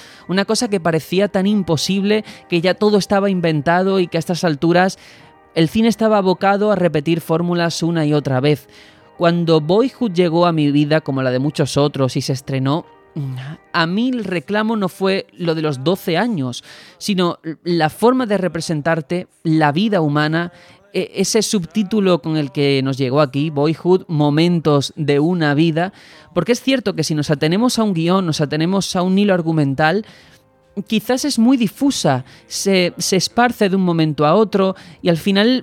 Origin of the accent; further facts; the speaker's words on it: Algeciras, Andalusia, Spain; now in Madrid, Spain; Yo vengo de Algeciras, de estar toda la vida pues con mis padres. Nunca había salido ni vivido fuera.